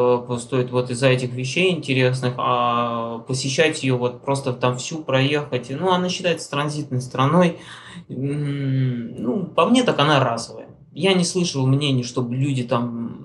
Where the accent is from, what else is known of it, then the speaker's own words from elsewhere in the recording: Russia; я говорю, товарищ, я говорю, я из России